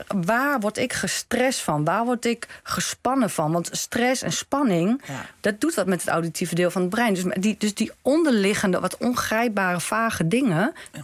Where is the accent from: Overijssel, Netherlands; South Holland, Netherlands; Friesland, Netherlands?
Overijssel, Netherlands; Goor; ik kom gewoon uit Goor, uit Twente.